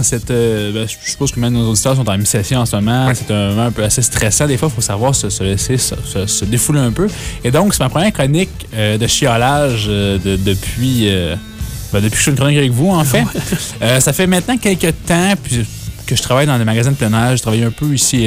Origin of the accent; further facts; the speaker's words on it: Quebec, Canada; je suis de l'Outaouais.